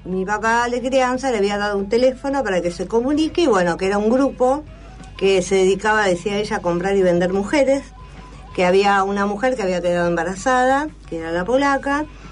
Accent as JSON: {"language": "Spanish", "town": "La Plata", "region": "Buenos Aires Province", "country": "Argentina", "tie": "born there", "said": "Me entero que yo, aunque figuro nacida en Capital, nací en La Plata."}